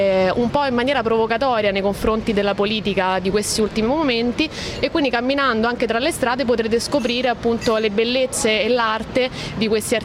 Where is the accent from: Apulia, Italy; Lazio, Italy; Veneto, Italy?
Lazio, Italy; Rome; now in Athens, Greece; Io sono di Roma, sono finita ad Atene un po' per caso, diciamo. Mi sono trasferita qui un anno e mezzo fa, più o meno. Mi sono trasferita per amore